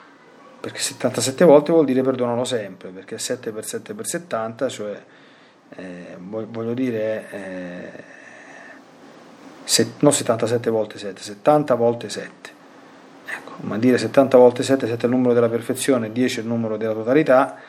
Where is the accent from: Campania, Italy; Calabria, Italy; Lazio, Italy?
Lazio, Italy; Latina; Io qui sono nella diocesi di Latina, io sono di Latina